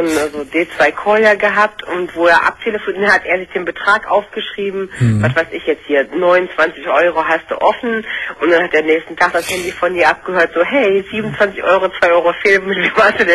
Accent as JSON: {"language": "German", "town": "Leverkusen", "region": "North Rhine-Westphalia", "country": "Germany", "said": "Ich komme aus Leverkusen, das ist also jetzt hier so Kölner Raum, Karneval."}